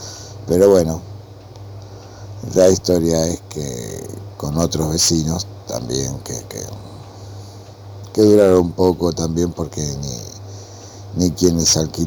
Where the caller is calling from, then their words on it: Lanús, Buenos Aires Province, Argentina; de Lanús y bueno, recuerdo que un tiempo viví en un lugar tipo, podríamos decir, conventillo